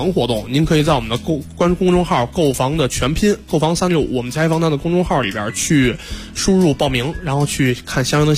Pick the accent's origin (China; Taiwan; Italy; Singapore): China; Beijing; 就是因为我就打小在这边出生嘛，就是西洼地正好对着就是这个航天部的这个北门，然后就等于它那里边全是这个老航天部家属楼